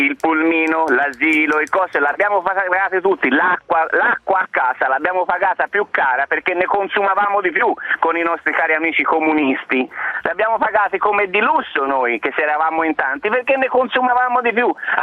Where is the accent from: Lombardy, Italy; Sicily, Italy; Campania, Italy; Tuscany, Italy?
Tuscany, Italy; Montale; Infatti è stato brindato sia nel mio paese a Montale che a Pistoia